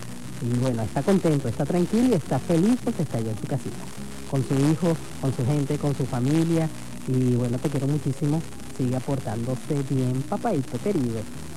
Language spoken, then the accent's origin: Spanish; Barcelona, Anzoátegui, Venezuela; y también de Barcelona, estado Anzoátegui, mi tierra natal.